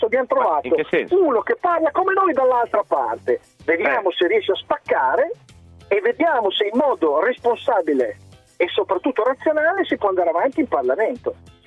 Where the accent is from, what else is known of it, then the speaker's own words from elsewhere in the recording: Carpi, Emilia-Romagna, Italy; Sto dicendo che sono di Modena, anzi di Carpi.